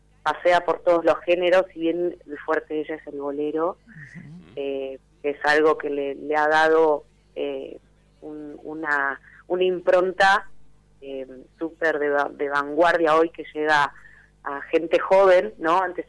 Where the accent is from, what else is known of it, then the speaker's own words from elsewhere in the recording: Tandil, Buenos Aires Province, Argentina; Yo volví de Buenos Aires... ahora en pandemia, soy de acá de Tandil, pero estuve muchos años allá viviendo.